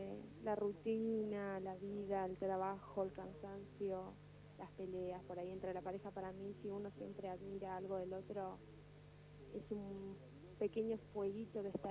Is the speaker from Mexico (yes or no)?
no; San Fernando, Argentina; De San Fernando.